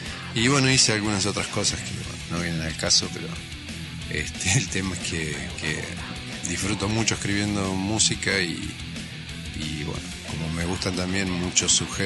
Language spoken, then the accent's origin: Spanish; Lima, Buenos Aires Province, Argentina; en mi pueblo Lima no había movida